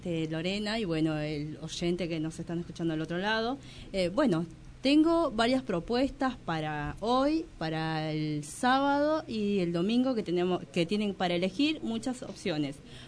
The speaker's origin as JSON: {"language": "Spanish", "country": "Bolivia", "said": "yo soy boliviana"}